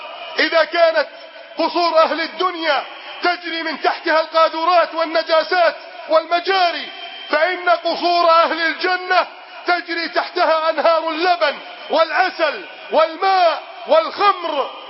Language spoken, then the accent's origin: Arabic; Egypt; اللهم احفظ بلدنا مصر من كيد الكائدين